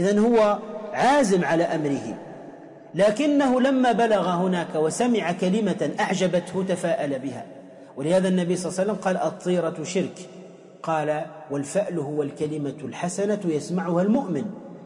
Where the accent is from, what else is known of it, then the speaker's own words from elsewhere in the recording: Tunisia; حتى عندنا في تونس يقول وين دمك وين همك